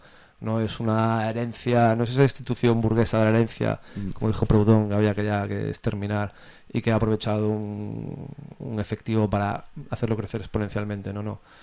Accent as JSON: {"language": "Spanish", "town": "A Coruña", "region": "Galicia", "country": "Spain", "said": "sabes que yo soy de Coruña"}